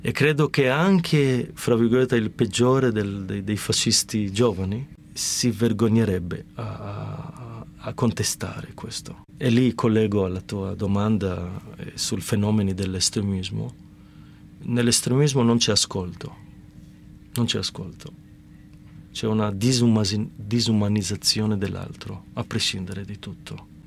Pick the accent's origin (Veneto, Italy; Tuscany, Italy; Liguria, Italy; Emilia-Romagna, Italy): Liguria, Italy; Genoa; che mi fa ridere oggi perché da genovese è proprio il binario da dove partono tuttora i treni per Genova